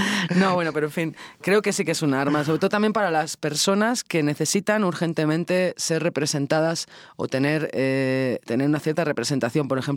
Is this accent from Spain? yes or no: yes; Spain; la Idoia y yo como españolas teníamos esta cosa de... Estamos en México